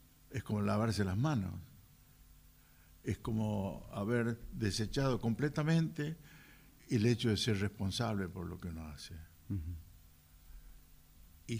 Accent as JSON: {"language": "Spanish", "region": "Salta", "country": "Argentina", "said": "No podría ser yo un japonés, nunca, jamás. Soy de Salta. Ni un alemán, ni una otra cosa que lo que soy."}